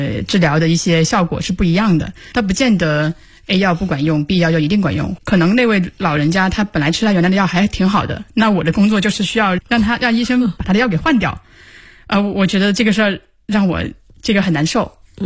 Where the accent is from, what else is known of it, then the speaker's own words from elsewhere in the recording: South China, China; 因为我是一直希望回南方的，我是南方人嘛，所以是奔着回南方去的